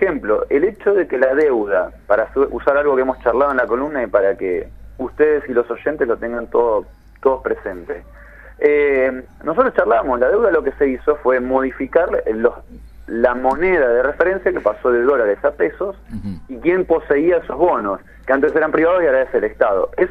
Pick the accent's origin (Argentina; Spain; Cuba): Argentina; Bahía Blanca, Buenos Aires Province; Yo soy de Bahía Blanca. En Bahía Blanca nos quedamos sin abastecimiento de agua.